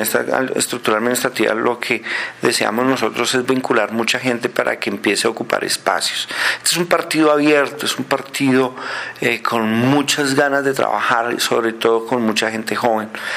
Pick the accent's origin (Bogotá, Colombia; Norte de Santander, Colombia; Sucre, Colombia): Bogotá, Colombia; now in Soacha, Colombia; somos muchísimos los bogotanos que vivimos en provincia, que vivimos en Soacha, en Chía, en otros municipios